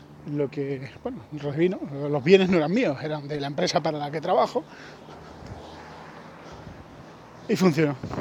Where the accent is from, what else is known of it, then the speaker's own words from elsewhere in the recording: Spain; Yo soy español